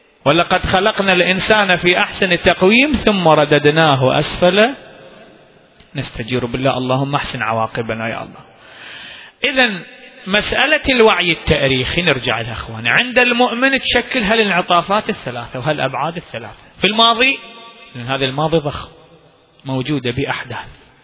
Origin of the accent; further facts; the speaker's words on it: Iraq; إلى اليوم عندنا في العراق مكان محرقة إبراهيم